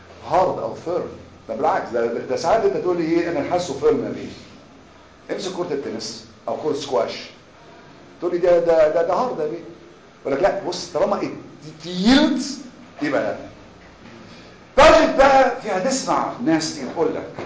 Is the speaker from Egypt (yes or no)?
yes; Egypt; احنا عندنا مصريين في عاده عندنا كل حاجه اسمها كيس دورني